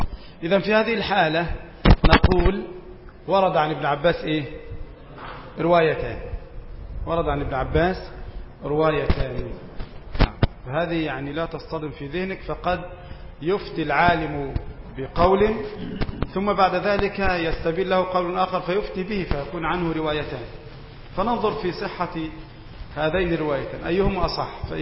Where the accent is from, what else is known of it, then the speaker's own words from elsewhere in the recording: Egypt; يعني تقريبا من غروب الشمس إلى غياب الشفق عندنا في مصر بيأخذ حوالي ساعة ونصف